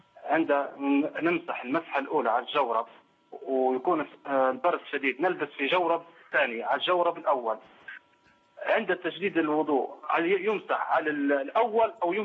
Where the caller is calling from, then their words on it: Libya; السؤال الثالث، بيع العملة، عندنا في ليبيا بيع العملة